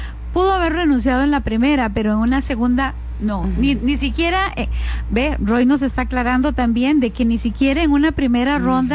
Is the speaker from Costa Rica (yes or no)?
yes; Costa Rica; quien elige presidente o presidenta aquí en Costa Rica son ustedes, somos los costarricenses, y en las urnas